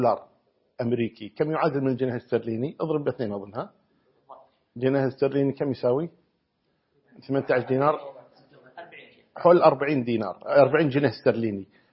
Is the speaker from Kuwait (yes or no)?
yes; Kuwait; تقريبا جرام الذهب عندنا في الكويت الآن